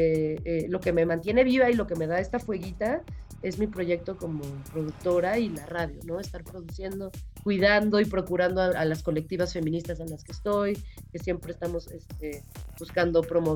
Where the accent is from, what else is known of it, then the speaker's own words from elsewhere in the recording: Morelia, Michoacán, Mexico; also born or lived in Guadalajara, Mexico; Pero crecí en Morelia, Michoacán. Después me fui a estudiar la licenciatura allá en Guadalajara, Jalisco.